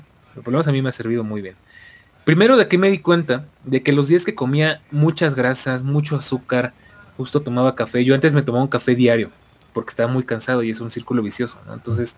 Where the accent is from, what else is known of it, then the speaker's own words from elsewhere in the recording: Argentina; Como argentino, ¿qué estoy haciendo mal, boludo?